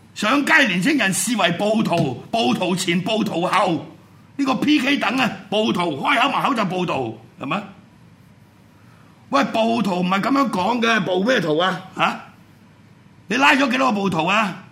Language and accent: Cantonese; Hong Kong; 我哋香港人有良知、有血性嘅人，就要瞪大隻眼望住。